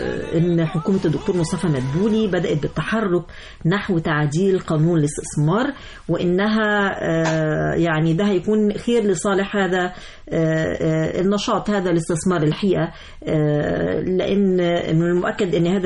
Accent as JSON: {"language": "Arabic", "country": "Egypt", "said": "جمهورنا المصري بيمتلك من التحضر ومن الضيافة الكثير"}